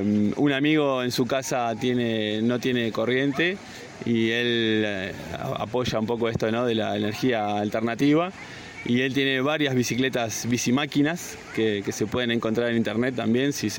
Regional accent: Uruguay; now in Córdoba, Argentina; nosotros venimos de Uruguay, país vecino acá, el paisito para algunos. Y llegamos a Córdoba ya hace un año.

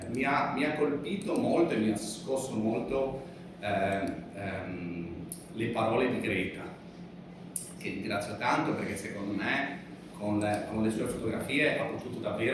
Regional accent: Borghetto Santo Spirito, Liguria, Italy; born there; Io sono nato nel 75 a Borghetto Santo Spirito e quindi insomma abbiamo visto qualche immagine del mio paese

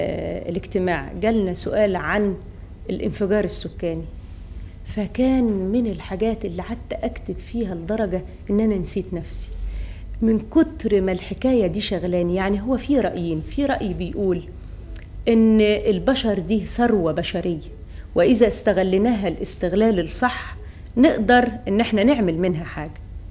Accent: Egypt; دي إحنا عندنا في مصر ما فيش أبداً تفرقة بين المرأة والرجل

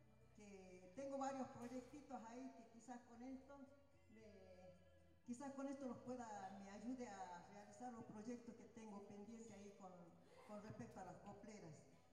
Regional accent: Jujuy, Argentina; Buenas noches a todos. Yo vengo de Jujuy

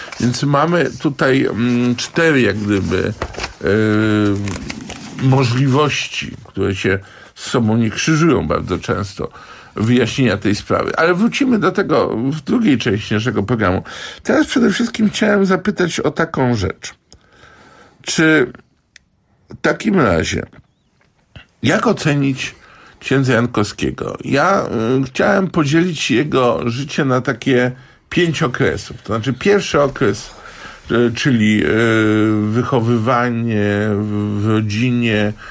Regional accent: Gdańsk, Pomeranian Voivodeship, Poland; ja jestem gdańszczaninem

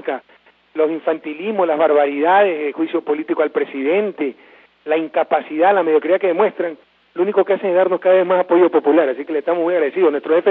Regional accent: Guayaquil, Guayas, Ecuador; born there; Recuerden que Guayaquil es mi ciudad natal, compatriotas

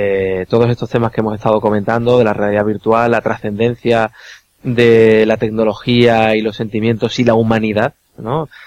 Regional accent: Málaga, Andalusia, Spain; es que soy andaluz, soy de Málaga

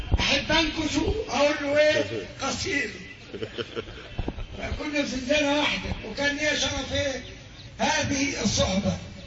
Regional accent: Alexandria, Alexandria Governorate, Egypt; انتوا عارفين يا اخوة ان هوايا سكندري، انا تربيت في الاسكندرية

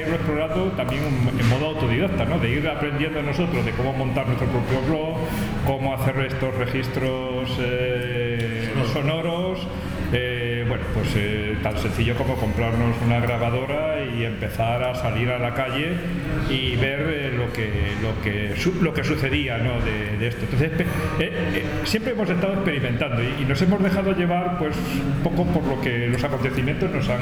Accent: Madrid, Community of Madrid, Spain; yo soy del barrio de Chamartín, también.

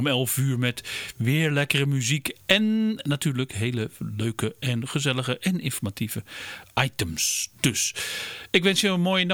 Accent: Voorne-Putten, South Holland, Netherlands; Ik ga op huis aan, zeggen ze dan hier op het eiland, want ik kom van Voorne Putten.

